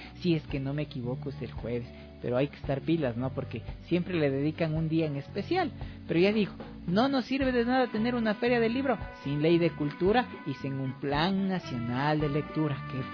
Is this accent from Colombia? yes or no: no; Ecuador; Entonces, es lo que realmente somos los ecuatorianos.